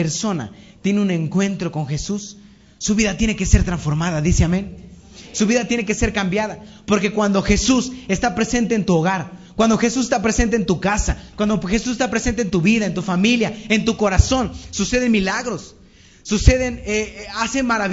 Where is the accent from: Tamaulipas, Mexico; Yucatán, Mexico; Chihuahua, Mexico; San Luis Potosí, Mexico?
Tamaulipas, Mexico; Matamoros; cuando yo era niño, a mí me ocupaban mucho para dar discursos en nombre de la niñez matamorense. Yo soy de Matamoros.